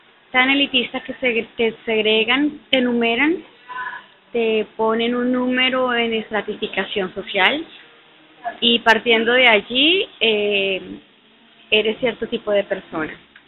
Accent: Colombia; Colombia.

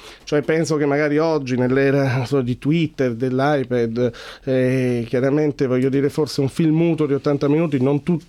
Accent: Pordenone, Friuli-Venezia Giulia, Italy; born there; Noi siamo nati a Pordenone, ma siamo figli di napoletani.

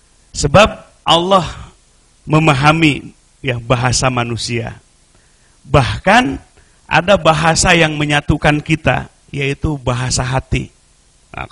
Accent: West Java, Indonesia; mau pakai bahasa Sunda, kita orang Sunda, pakai bahasa Indonesia

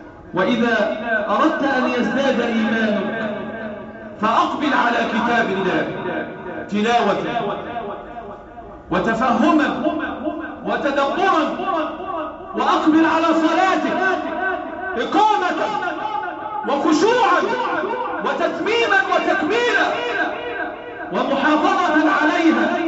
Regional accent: Egypt; اللهم احفظ بلدنا مصر وسائر بلاد

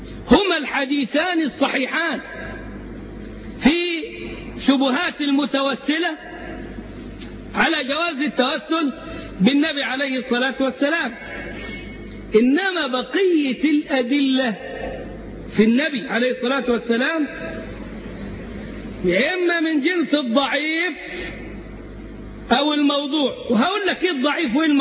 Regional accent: Egypt; وهو أستاذ لمتطوفة كبار عندنا في مصر

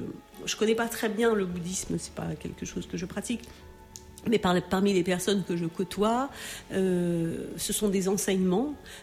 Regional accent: Cameroon; born there; vu que je suis née au Cameroun

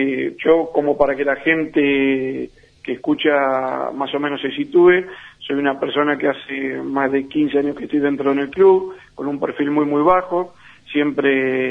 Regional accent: Quilmes, Buenos Aires Province, Argentina; Yo soy de Quilmes.

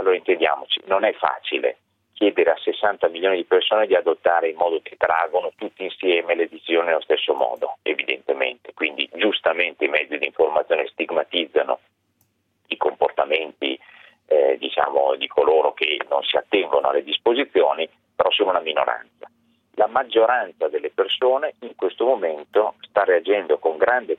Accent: Bergamo, Lombardy, Italy; Sicuramente sì, sono bergamasco, quindi posso sembrare di parte.

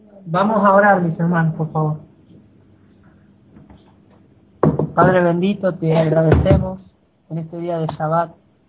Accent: Mendoza, Argentina; nosotros estamos re cerca, somos de acá de Mendoza

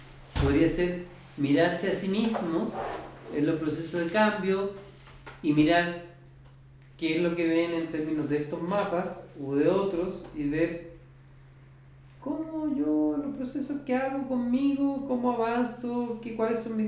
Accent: Concepción, Biobío, Chile; a mí me alivia mucho cuando trabajo en Concepción decir que soy de Concepción.

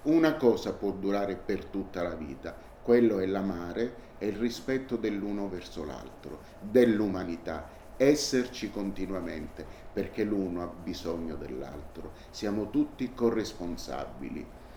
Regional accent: Naples, Campania, Italy; quando non ci sarò più, portatemi a Napoli, perché lì è la mia terra.

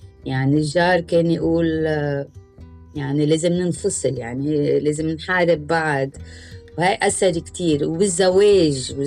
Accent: Lebanon; هذا سؤال كتير حلو، رجعتيني على طفولتي على لبنان.

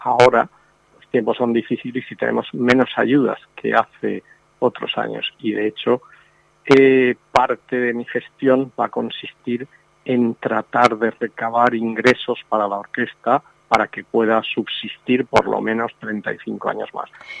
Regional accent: Elche, Valencian Community, Spain; y porque además pues soy de Elche y soy aficionado a la orquesta

